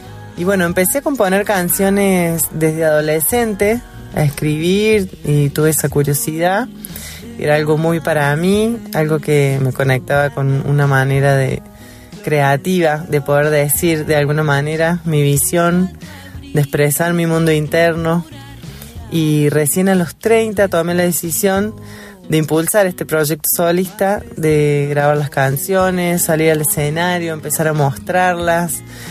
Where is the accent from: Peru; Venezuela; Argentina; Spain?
Argentina; Río Cuarto, Córdoba; also born or lived in Río Negro; now in Valle de Paravachasca, Argentina; compositora de canciones, actualmente del Valle de Parabachasca. Soy originaria de Río Cuarto, donde me formé como percusionista, habité agrupaciones académicas, también estudié en Río Negro y después viví muchos años en Córdoba